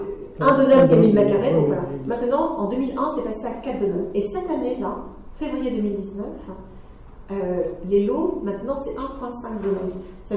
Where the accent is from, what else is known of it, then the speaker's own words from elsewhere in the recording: France; je suis française, mais ça fait tellement longtemps que je suis dans mon mandarin